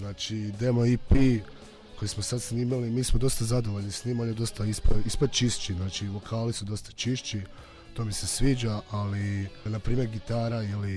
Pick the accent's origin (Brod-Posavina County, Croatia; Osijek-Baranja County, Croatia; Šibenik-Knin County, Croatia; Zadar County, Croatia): Osijek-Baranja County, Croatia; Osijek; imali smo nastup u Osijeku, pretprošlo ljeto, bilo je odlično, bilo je dosta ljudi, dobili smo i putne troškove, a to je moj rodni grad, pa isto imalo kao neko spiritualno, duhovno značenje.